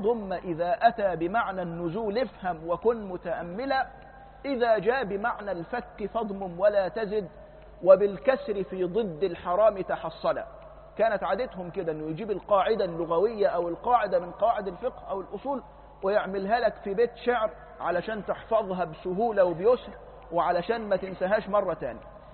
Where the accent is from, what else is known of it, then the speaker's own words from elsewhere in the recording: Egypt; كانت عندنا في مصر معرفش 30 ميل